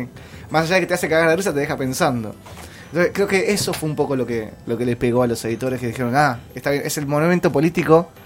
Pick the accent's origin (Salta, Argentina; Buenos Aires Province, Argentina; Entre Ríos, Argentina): Buenos Aires Province, Argentina; Villa Diamante; moved away as an adult; Villa Diamante, que es mi ciudad natal, digamos. Yo soy de ahí, me creí, viví hasta los 23 años en Villa Diamante, que es un pueblo ahí cruzando el puente de Pompeya en Lanús, en las afueras de Lanús, a la vera del riachuelo.